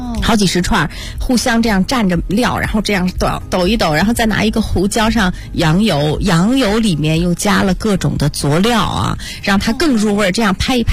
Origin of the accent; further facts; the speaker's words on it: Northwest China, China; 其实西北人我们从小也都是大部分吃牛羊肉长大的，